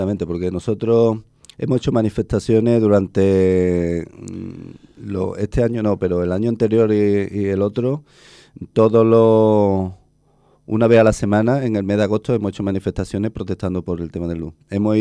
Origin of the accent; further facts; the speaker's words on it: Spain; somos todos los españoles los que pagamos los errores de inversión.